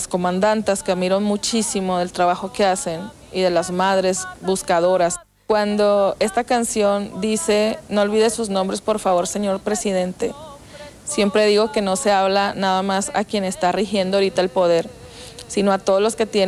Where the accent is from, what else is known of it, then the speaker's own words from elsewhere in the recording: Coahuila, Mexico; Yo soy una mujer mexicana, soy coahuilense